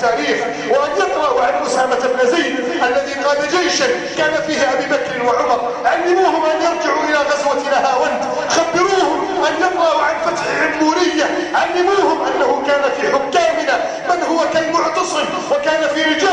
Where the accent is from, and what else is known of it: Egypt